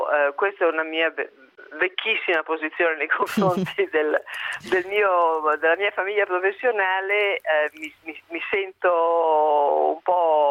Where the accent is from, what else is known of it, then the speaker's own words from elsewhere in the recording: Milan, Lombardy, Italy; Ma da milanese che viaggia molto